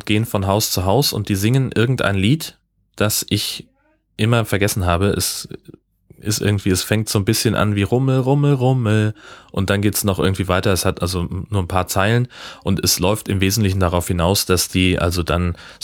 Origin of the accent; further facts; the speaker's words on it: Hesse, Germany; Nee, Heimatdorf. Da, wo ich groß geworden bin, in Hessen.